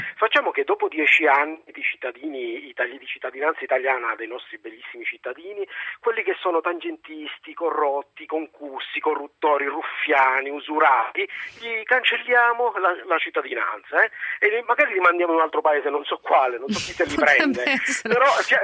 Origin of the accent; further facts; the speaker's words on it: Southern Italy, Italy; te lo dico da terrone